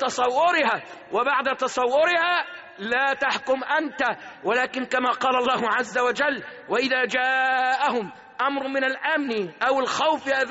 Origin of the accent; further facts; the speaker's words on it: Egypt; اللهم احفظ بلادنا مصر